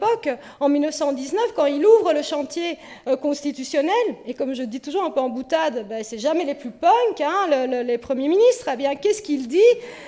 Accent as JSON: {"language": "French", "country": "Belgium", "said": "et ça on a oublié chez nous en Belgique"}